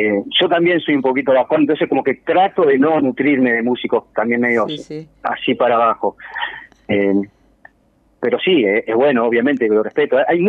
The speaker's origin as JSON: {"language": "Spanish", "region": "Montevideo", "country": "Uruguay", "tie": "born or raised there", "said": "De Montevideo, sí."}